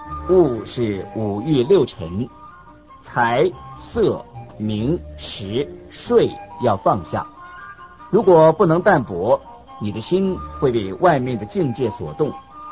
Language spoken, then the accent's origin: Chinese; China; 我们中国人说舍得